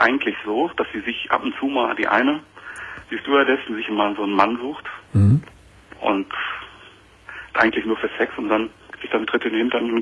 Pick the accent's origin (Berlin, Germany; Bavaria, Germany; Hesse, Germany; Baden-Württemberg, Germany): Hesse, Germany; Ich komme aus der Nähe von Kassel, das ist ein kleiner Ort in Nordhessen.